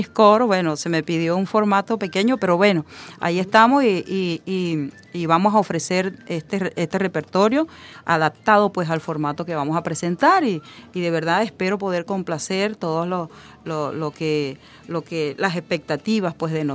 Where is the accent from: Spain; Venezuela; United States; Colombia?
Venezuela; nosotros como venezolanos